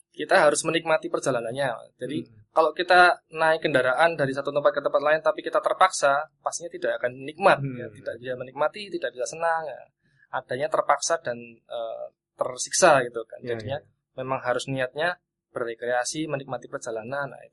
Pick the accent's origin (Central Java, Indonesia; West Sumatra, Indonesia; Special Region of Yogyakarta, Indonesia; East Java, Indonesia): Central Java, Indonesia; Klaten; Saya dari Klaten, mas.